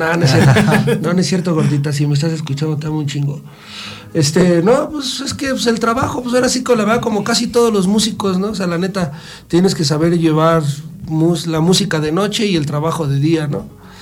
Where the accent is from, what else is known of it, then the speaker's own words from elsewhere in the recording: Cuautla, Morelos, Mexico; De Cuautla, yo vengo de Cuautla.